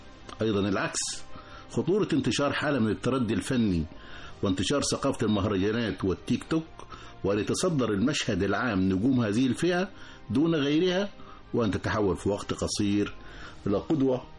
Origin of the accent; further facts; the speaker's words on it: Egypt; بعض الأمور اللي تهمنا كلنا كمصريين